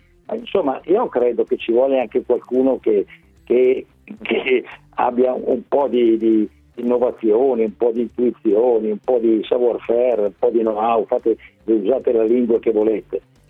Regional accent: Lombardy, Italy; io sono lombardo

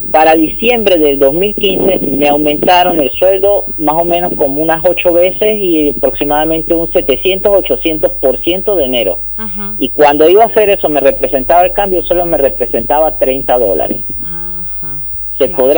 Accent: San Cristóbal, Táchira, Venezuela; Uno vive en mi ciudad natal, San Cristóbal, que eso es frontera con Colombia, uh-huh, en el estado Táchira.

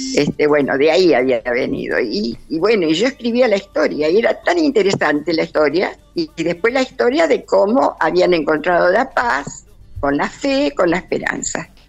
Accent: Coronel Suárez, Buenos Aires Province, Argentina; cuando cumplí 80 años, ahí presenté mi primer libro, en Coronel Suárez, que era mi tierra natal.

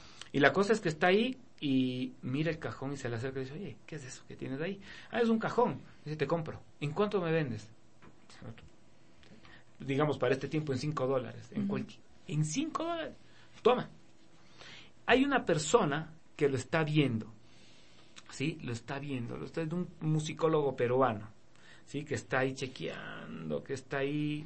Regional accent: Quito, Pichincha, Ecuador; Mi esposa se está riendo porque dice que yo soy ario, o yo digo que yo soy ario, pero no, yo como te digo, soy más quiteño que, no sé, que San Juan.

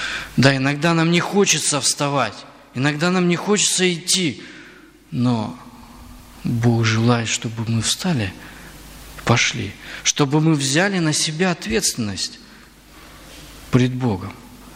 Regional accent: Bryansk Oblast, Russia; Ну, я вот немножко родом из Брянской области, я там просто прожил достаточно долгое время

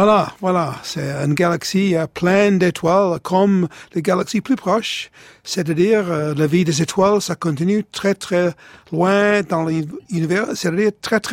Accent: Tottenham, London, United Kingdom; Dans mon enfance, j'habitais en Tottenham

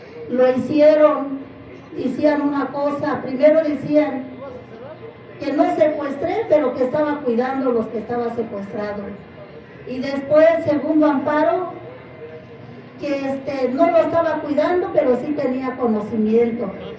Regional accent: Mexico; nosotros, que somos mexicanas y originarias de este país

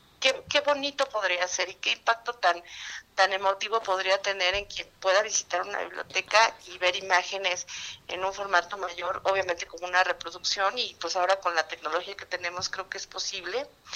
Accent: Mexico; para el Estado de México y para, desde luego, como mexicanos, ¿no?

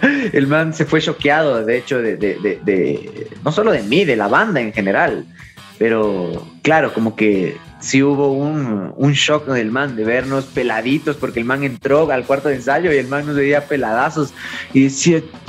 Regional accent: Ecuador; como ecuatorianos nos hemos negado un montón a colaborar entre nosotros

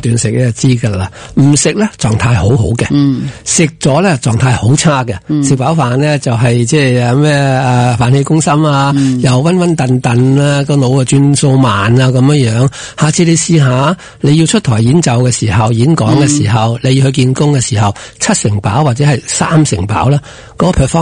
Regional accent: Hong Kong; 我代表香港人咧，我系香港人啦，

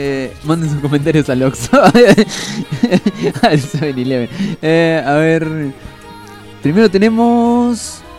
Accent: Argentina; quien no me cree que soy argentino, simplemente porque sé mucho de México

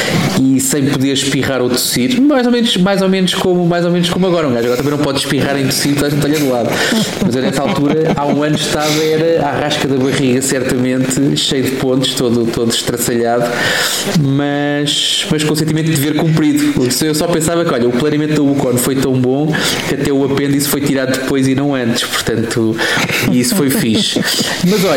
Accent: Portugal; nós somos portugueses, caramba, temos o lado positivo das coisas

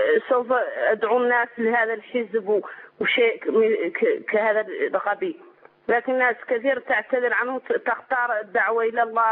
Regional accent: Mauritania; من موريتانيا، اتصلت بك في الأسبوع الماضي.

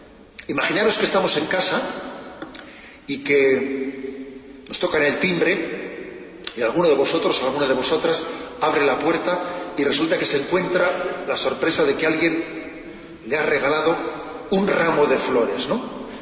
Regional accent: Basque Country, Spain; estoy pensando ahora en mi tierra, cuando alguien corta con su tradición, es como un árbol que corta con sus raíces, que se seca. Es verdad, ¿eh? Se habla mucho de ETA

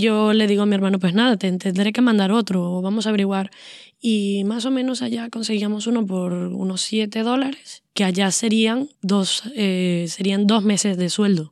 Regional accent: Venezuela; moved away; mi manera de sobrevivir como venezolana fuera de Venezuela es aislarme absolutamente de la información

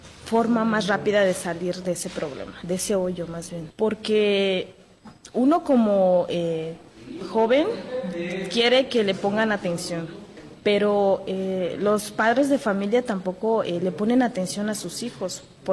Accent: San Blas Atempa, Oaxaca, Mexico; Yo soy estudiante de computación. Además, hago radio en mi pueblo, que es San Blas Atempa.

